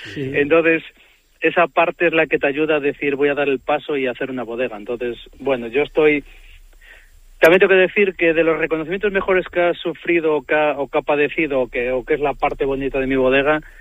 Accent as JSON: {"language": "Spanish", "town": "Puente Domingo Flórez", "region": "Castile and León", "country": "Spain", "also_born_or_lived": "Galicia", "said": "como yo que nací en Galicia, que al final soy del Puente Domingo Flor, que pertenece a León, pero es la parte de que intento transmitir del mundo lo que es la frontera donde yo vivo"}